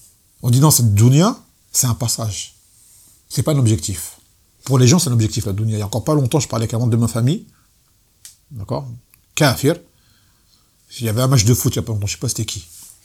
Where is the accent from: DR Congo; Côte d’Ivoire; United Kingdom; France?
France; Martinique; moi, quand je suis martiniquais, j'ai beaucoup de noirs autour de moi